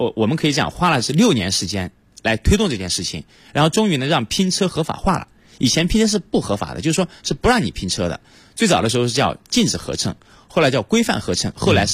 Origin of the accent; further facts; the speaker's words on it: Shaoyang, Hunan, China; 因为我老家是湖南邵阳人，在我们老家呢，就是那个地方啊，就是一个小镇，不通车，就没有公交车。